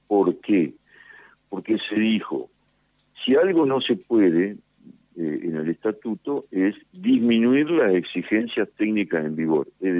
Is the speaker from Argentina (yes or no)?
yes; Argentina; nosotros tenemos como argentinos todo